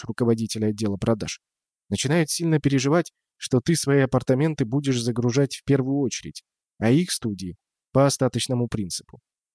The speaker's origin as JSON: {"language": "Russian", "region": "Saint Petersburg", "country": "Russia", "tie": "born or raised there", "said": "Я, питерский гордец, был уверен, что нет места красивее моего родного города."}